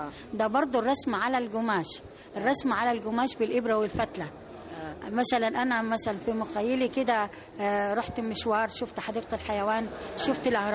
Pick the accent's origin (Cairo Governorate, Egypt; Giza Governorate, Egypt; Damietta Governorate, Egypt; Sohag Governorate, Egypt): Sohag Governorate, Egypt; Akhmim; جمعية بالنسبة لنا تعتبر مكان للشغل ومكان للترفيه، لأن إحنا عندنا في الصعيد ما فيش لا كازينو ولا نادي ولا أي حاجة